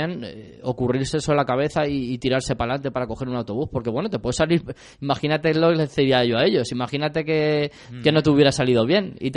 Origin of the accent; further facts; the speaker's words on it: Valencia, Valencian Community, Spain; now in Getafe, Spain; yo no soy de Getafe de toda la vida. O sea, yo vengo desde Valencia, llevo 10 años en Getafe.